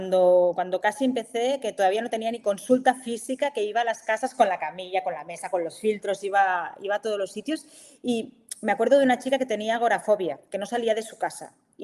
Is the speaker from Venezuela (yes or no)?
no; Barcelona, Catalonia, Spain; ella vivía en Barcelona, porque yo soy de Barcelona